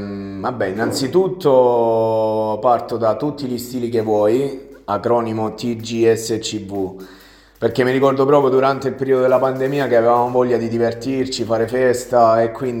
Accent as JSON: {"language": "Italian", "town": "Matino", "region": "Apulia", "country": "Italy", "said": "perché è un vecchio amico del mio paese di origine, Matino. Quindi tornato a Matino dopo, cioè durante la pandemia nel 2019"}